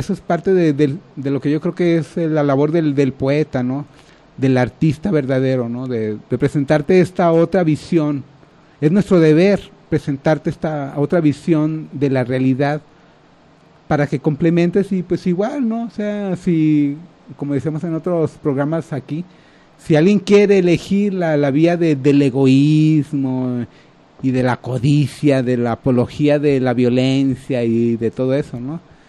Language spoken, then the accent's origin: Spanish; Guadalajara, Jalisco, Mexico; somos mexicanos, somos guadalajareños